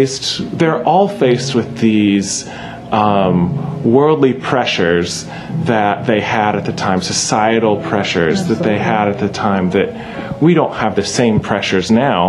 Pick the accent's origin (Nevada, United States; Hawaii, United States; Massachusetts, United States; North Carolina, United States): North Carolina, United States; Charlotte; which is in Charlotte, my hometown